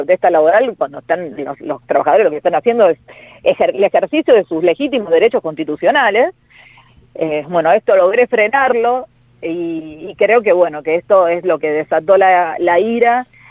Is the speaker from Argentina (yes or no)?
yes; Rosario, Santa Fe, Argentina; yo soy rosarina